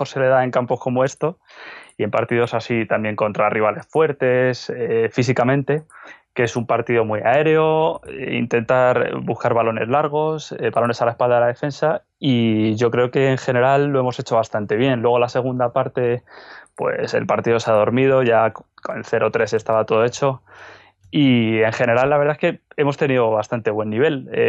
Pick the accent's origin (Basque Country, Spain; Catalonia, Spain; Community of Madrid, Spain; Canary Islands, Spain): Community of Madrid, Spain; Madrid; Yo tengo 26 años, soy de Madrid.